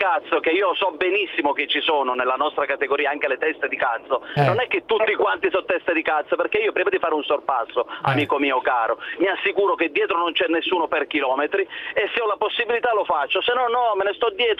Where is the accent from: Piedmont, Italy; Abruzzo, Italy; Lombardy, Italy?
Lombardy, Italy; Brescia; io sono anche di Brescia, quindi non sono neanche tanto lontano da te.